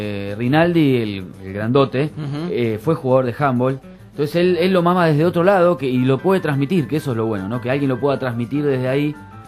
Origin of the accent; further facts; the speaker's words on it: Argentina; Sí, bueno, somos